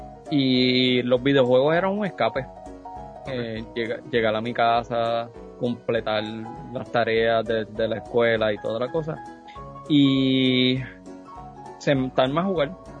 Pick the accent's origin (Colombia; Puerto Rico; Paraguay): Puerto Rico; Aibonito; now in Carolina, Puerto Rico; estoy viviendo en un pueblo que no es el mío. Yo soy original de Ibonito, estoy viviendo en Carolina. Me mudé para acá hace ya 15 años.